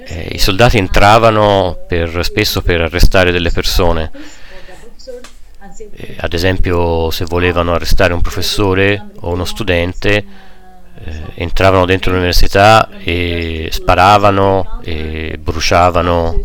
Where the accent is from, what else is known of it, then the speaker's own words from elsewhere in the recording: Tulkarem, West Bank, Palestine; Io sono di Tulkarem, che normalmente è a una distanza di non più di 25 minuti in macchina